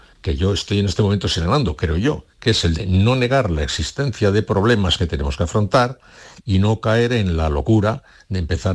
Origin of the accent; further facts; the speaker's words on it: Basque Country, Spain; yo fui a Sevilla siendo muy vasco y salí de Sevilla siendo más vasco todavía. Que salí vasco enriquecido.